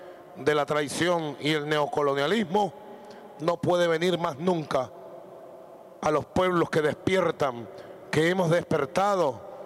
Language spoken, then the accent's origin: Spanish; Venezuela; nosotros los revolucionarios venezolanos, los patriotas venezolanos